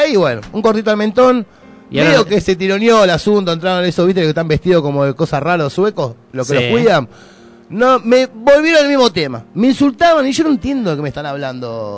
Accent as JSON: {"language": "Spanish", "town": "Pontevedra", "region": "Buenos Aires Province", "country": "Argentina", "said": "Yo soy de Buenos Aires"}